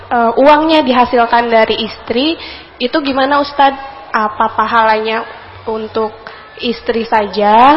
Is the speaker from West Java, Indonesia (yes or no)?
yes; Padasuka, West Java, Indonesia; Saya dari Padasuka.